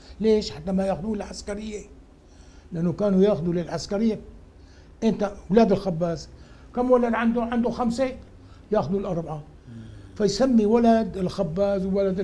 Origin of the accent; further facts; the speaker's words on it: Mayadin, Deir ez-Zor Governorate, Syria; لا، نحن شوام ميادنة حسينية.